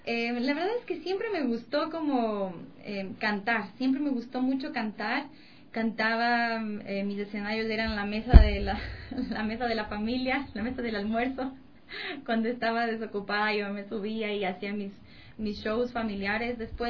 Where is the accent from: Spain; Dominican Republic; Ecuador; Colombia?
Ecuador; Amazon; also born or lived in Latacunga; Yo nací en La Tacunga, en Cotopaxi, y de ahí, bien pequeñita, mis padres me llevaron a la Amazonía. Ahí me crié